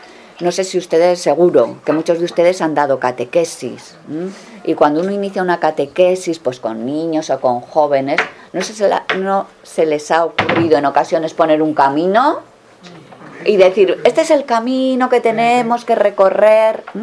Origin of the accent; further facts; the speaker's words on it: Navarre, Spain; accent: Granadino; now in Granada, Spain; soy religiosa dominica. Soy de Navarra. Así que desde allí de Navarra me crucé el mapa y, bueno, llevo en Granada mucho tiempo, por eso el acento granadino que tengo.